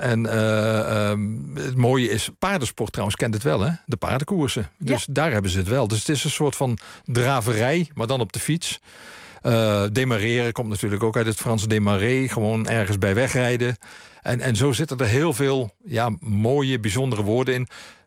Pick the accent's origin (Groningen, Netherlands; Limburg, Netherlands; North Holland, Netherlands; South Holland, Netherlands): Limburg, Netherlands; Ik ben opgegroeid in Limburg, vlakbij de grens. En ik heb Duits laten vallen op school, omdat ik het idee had, ja, ik spreek Duits